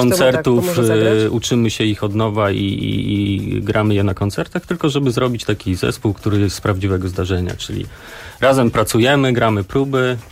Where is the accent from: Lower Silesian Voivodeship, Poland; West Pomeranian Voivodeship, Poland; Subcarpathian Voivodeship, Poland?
West Pomeranian Voivodeship, Poland; Szczecin; Ja jestem ze Szczecina